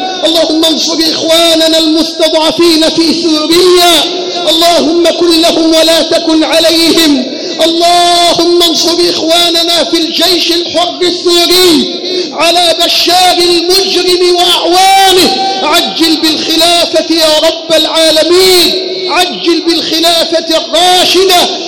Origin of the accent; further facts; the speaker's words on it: Egypt; اللهم ارزق بلدنا مصر حاكما ربانيا صالحا